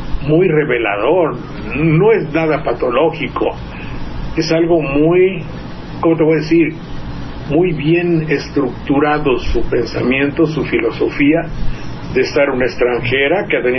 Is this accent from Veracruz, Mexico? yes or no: yes; Veracruz, Mexico; si yo me hubiera quedado en mi pueblo, pues ahí estuviera yo de viejito en un sillón mirando pasar los opilotes y los ADOs y camiones Jalapa Banderilla